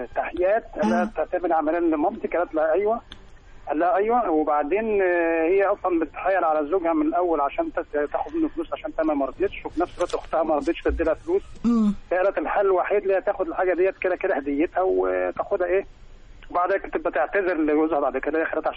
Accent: Mansoura, Dakahlia, Egypt; من المنصورة

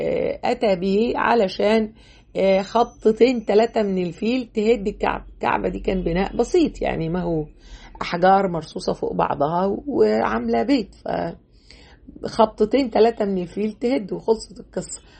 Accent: Egypt; مفروض احنا بقى كمصريين نهتم بهذا البعد بتاعنا

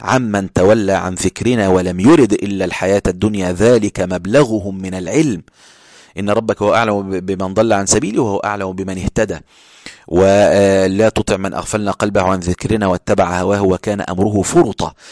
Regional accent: Ismailia, Ismailia Governorate, Egypt; أنا من الإسماعيلية في القاهرة، أقصد في مصر، يعني أنا في محافظة اسمها الإسماعيلية.

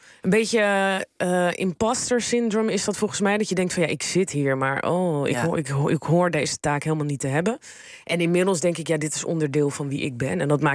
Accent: Amsterdam, North Holland, Netherlands; ik kom uit Amsterdam-Noord. Ja, dat was vroeger ook niet het hippe urban Amsterdam-Noord wat het nu is.

